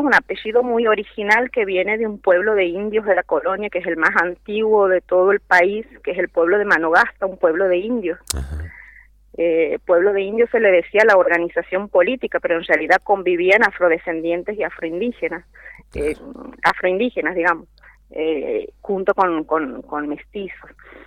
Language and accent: Spanish; Santiago del Estero, Argentina; now in Mendoza, Argentina; Yo llevo 22 años viviendo aquí en Mendoza, pero soy nativa de Santiago del Estero, de santiagueña.